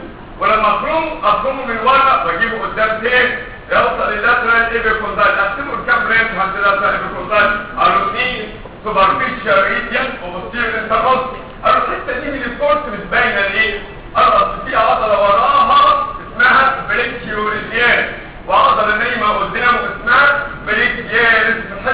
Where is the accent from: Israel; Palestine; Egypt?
Egypt; احنا كمصريين بنتحط جدا الى مثل اسوء الاستحاله.